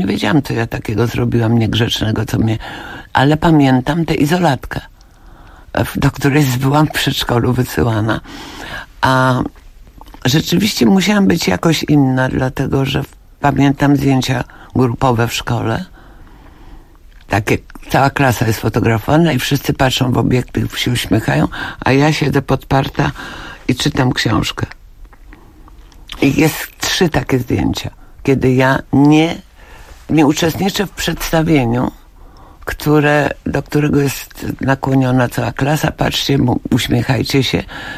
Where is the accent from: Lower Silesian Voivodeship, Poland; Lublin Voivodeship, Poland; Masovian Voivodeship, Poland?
Lower Silesian Voivodeship, Poland; Legnica; A potem uświadomiłam sobie, ile ja zawdzięczam temu, że dorastałam właśnie w Legnicy. Dlatego, że Legnica była wielonarodowa.